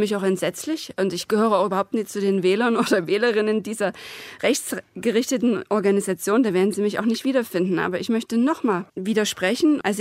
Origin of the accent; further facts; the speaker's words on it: East Germany, Germany; born there; Ich bin im Osten geboren und ich bin eben nicht in den Westen ausgewandert.